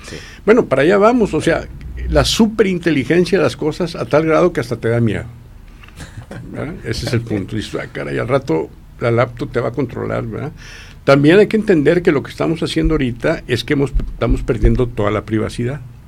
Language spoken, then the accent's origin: Spanish; Mexico; Esa se nos peló como mexicanos, ¿eh?